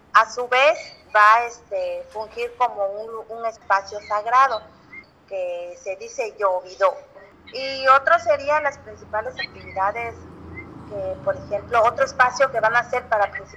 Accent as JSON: {"language": "Spanish", "town": "Juchitán", "region": "Oaxaca", "country": "Mexico", "said": "soy de Juchitán, Oaxaca, del barrio de la séptima sección, y soy costurera o modista."}